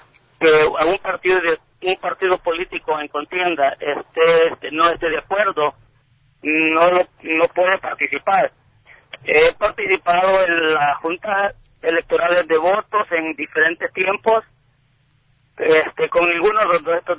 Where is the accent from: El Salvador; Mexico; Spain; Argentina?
El Salvador; Sí, a mi juicio, sí, ha ganado el FMLN como salvadoreño.